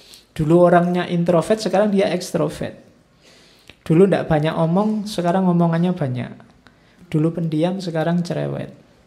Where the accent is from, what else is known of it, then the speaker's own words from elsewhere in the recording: East Java, Indonesia; also born or lived in Yogyakarta; Atau sama-sama Jawa, neng aku Jawa Timur.